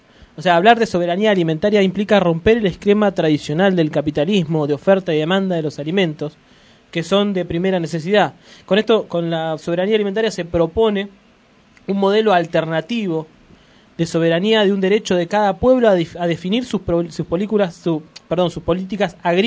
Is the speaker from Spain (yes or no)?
no; Argentina; nosotros somos argentinos cuando nacemos en Argentina y somos argentinos cuando elegimos ser argentino.